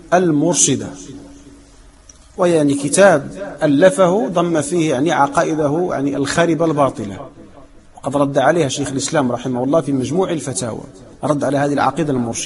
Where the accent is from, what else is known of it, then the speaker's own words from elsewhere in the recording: Morocco; نحن مغاربة ونطلب بالرجوع إلى ما كان عليه المغاربة منذ الفتح